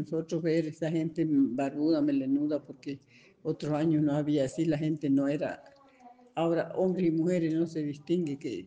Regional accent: La Higuera, Santa Cruz, Bolivia; Sí, yo soy nacida y criada en La Higuera.

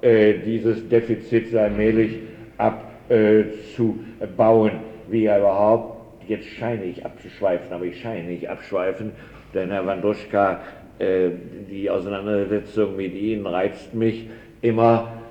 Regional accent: Prussia, Germany; Ich bin nun also in Preußen aufgewachsen

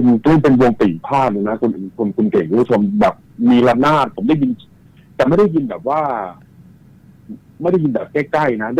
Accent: Bang Rachan, Sing Buri, Thailand; ที่สิงห์บุรีผมเนี่ยพื้นเพแม่ผมนะผมเป็นคนสิงห์บุรีคนบาลาจัน

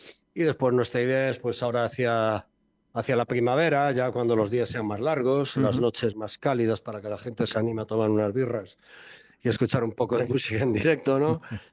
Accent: Galicia, Spain; porque todos los músicos de la banda somos gallegos

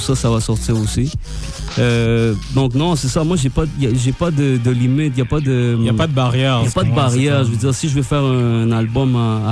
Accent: Montreal, Quebec, Canada; Mais tu sais, je veux dire, on vient de Montréal.

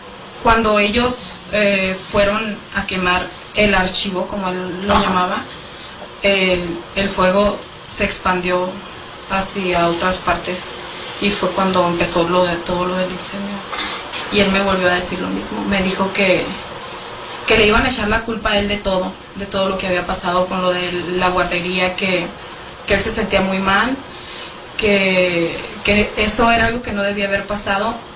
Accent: Durango, Mexico; now in Nogales, Mexico; Soy originaria de Durango, Durango, y mi domicilio actual es Acacia Vieja, número 10J, en la ciudad de Nogales, Sonora.

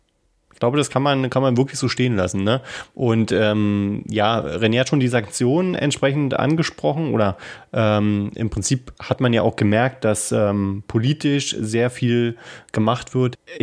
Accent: Berlin, Germany; das kennen wir ja als Berliner

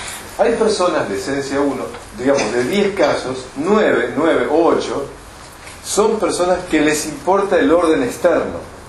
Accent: Argentina; Como buenos argentinos que somos

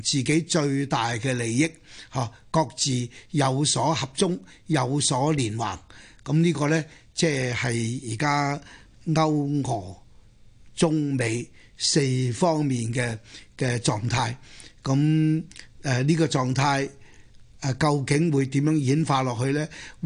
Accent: Chaozhou, Guangdong, China; 呢个我系潮州人，自细听我妈讲

